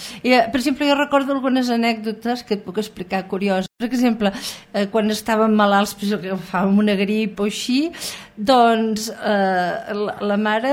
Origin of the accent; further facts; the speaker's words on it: Girona, Catalonia, Spain; born there; Soc nascuda a Girona, concretament al carrer Sant Josep número 3, a la mateixa casa on va néixer Ruïra.